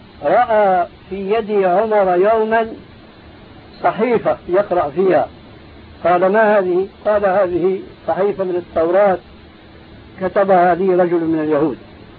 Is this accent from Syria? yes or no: yes; Syria; كما يقول عندنا في الشام قشرة بصلي